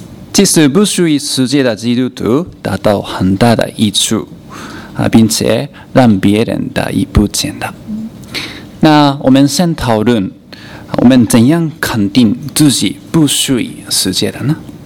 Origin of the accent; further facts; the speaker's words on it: Malaysia; 可能我们马来西亚人说有点奇怪